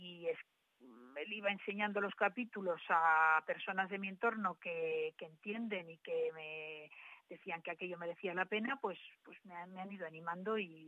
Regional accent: Alcañiz, Aragon, Spain; now in Tudela, Spain; aunque soy de Alcañiz, llevo 22 años viviendo aquí y es mi segunda ciudad. Me ha acogido Tudela magníficamente y me considero ya tudelana.

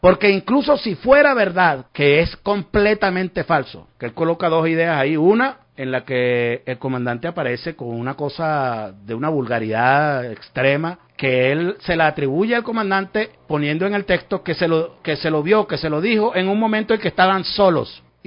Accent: Venezuela; Estoy haciendo una declaración muy seria y muy responsable que estoy haciendo como venezolano

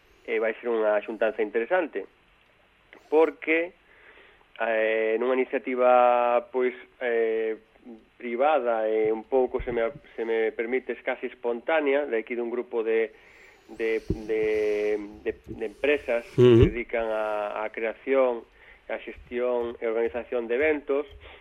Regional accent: Galicia, Spain; mira que son galego, pero hai que dicilo, imos sempre por detrás

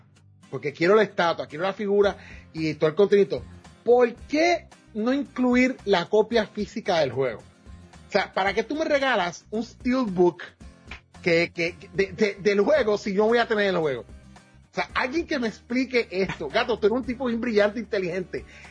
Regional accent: Puerto Rico; como buen puertorriqueño, 230 toletes.

